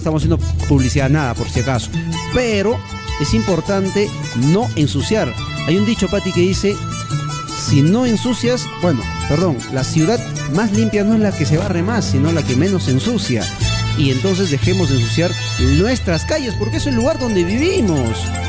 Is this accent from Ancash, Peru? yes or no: yes; Carhuaz, Ancash, Peru; en Carhuaz, bueno, yo soy de Carhuaz, no conozco mucho la realidad de los colegios aquí en Huaraz